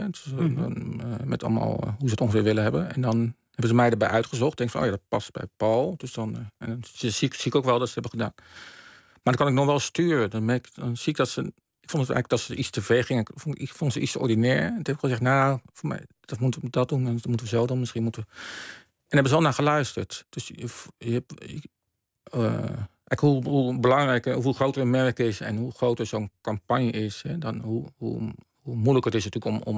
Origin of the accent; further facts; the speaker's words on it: Rotterdam, South Holland, Netherlands; Ik kom uit Rotterdam, dus, en dat was in die tijd was het een fantastisch museum.